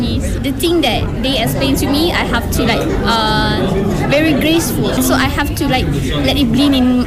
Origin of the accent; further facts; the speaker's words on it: Malaysia; I am the Beijing Language and Culture University student, and I am a Malaysian.